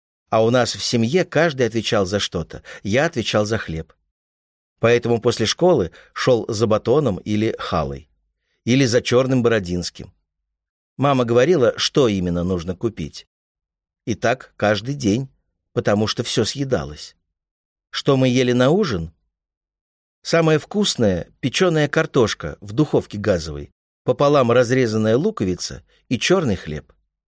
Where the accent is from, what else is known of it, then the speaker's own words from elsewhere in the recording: Ural, Russia; Ну, вот у нас была традиция, потому что мы с Урала, лепили всей семьей для гостей пельмени.